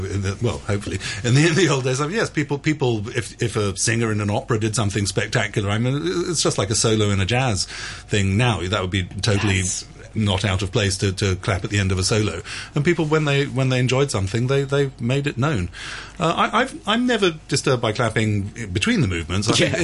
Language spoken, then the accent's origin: English; England, United Kingdom; accent: English; And so, especially with my wonderful English accent.